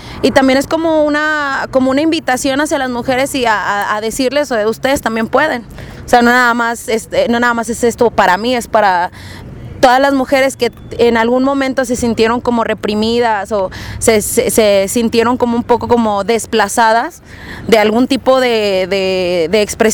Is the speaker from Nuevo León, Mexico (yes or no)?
yes; Monterrey, Nuevo León, Mexico; el proyecto inicia yo creo que desde Monterrey, que es de donde yo soy, ¿no? En el barrio, con los compas